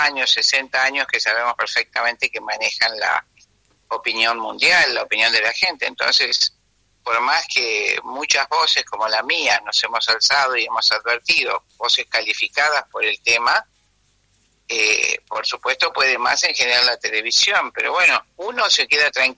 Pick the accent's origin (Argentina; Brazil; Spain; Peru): Argentina; La Plata, Buenos Aires Province; No, estoy en La Plata, en mi casa, en mi ciudad natal y donde vivo, que es la ciudad de La Plata.